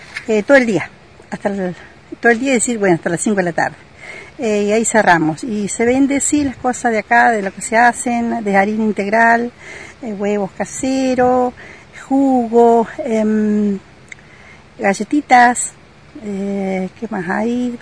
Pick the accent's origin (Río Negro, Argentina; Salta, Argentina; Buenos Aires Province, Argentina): Río Negro, Argentina; Mallín Alto; yo también soy de Mallín Alto